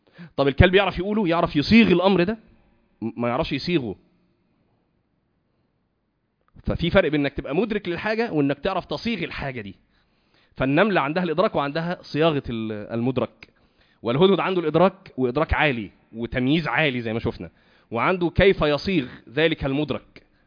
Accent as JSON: {"language": "Arabic", "town": "Cairo", "region": "Cairo Governorate", "country": "Egypt", "said": "انا من القاهره وتزوجت من اسكندريه برضو يعني ايه كان من حوالي 20 سنه"}